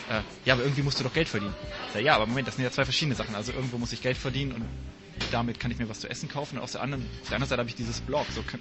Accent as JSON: {"language": "German", "country": "Luxembourg", "tie": "born or raised there", "said": "aber wir sind beide in Luxemburg groß geworden."}